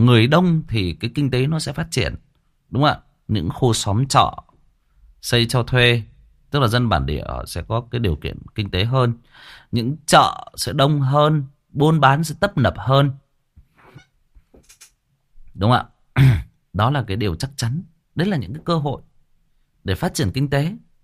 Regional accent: Hưng Yên, Vietnam; Quê tôi cũng Hưng Yên bạn ơi. Quê tôi cũng Hưng Yên. Và tôi đang kể cái câu chuyện về quê tôi ở một cái làng nào đó ở quê tôi.

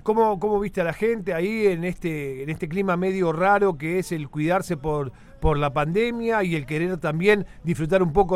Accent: Bécar, Buenos Aires, Argentina; yo vengo de Bécar, después me mudé a Pilar, muy cerquita ahí de Barrivas, Argentina, donde está Polvorines, inclusive tengo familia en Polvorines cerca de la estación.

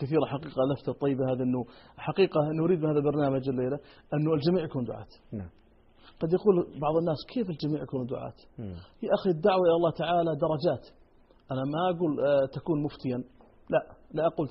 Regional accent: Saudi Arabia; ولاة الأمر عندنا في المملكة العربية السعودية

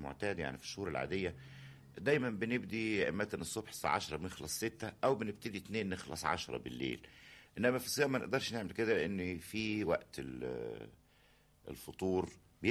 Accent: Cairo, Cairo Governorate, Egypt; يعني قاهري المنشا، يعني مش المولد، انما طول عمري متربي هو ونشأت وفضلت في القاهرة، ما تنقلتش منها أبدا.

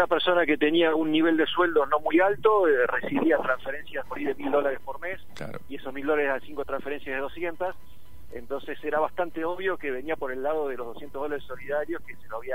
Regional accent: Olavarría, Buenos Aires Province, Argentina; Sí, soy de Olavarría yo.

